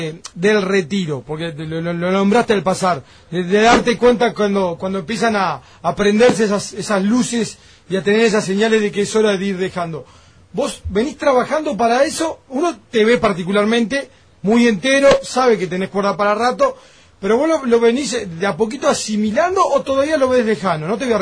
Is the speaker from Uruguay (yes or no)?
yes; Uruguay; O que por primera vez yo me enamorara, como tantos uruguayos, claro, como tantos jóvenes, de la selección.